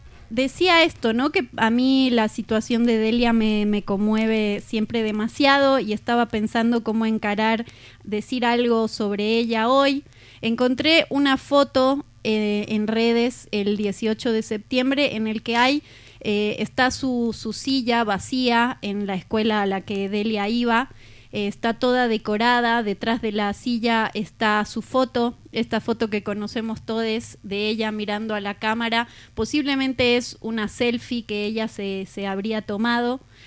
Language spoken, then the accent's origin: Spanish; La Paz, Bolivia; born there; nací en La Paz, Bolivia, y terminé viviendo en un pueblo al lado de La Paz.